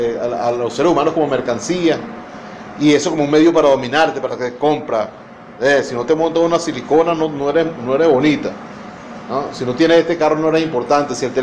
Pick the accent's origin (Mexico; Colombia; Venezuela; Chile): Venezuela; Somos venezolanos, somos caribeños.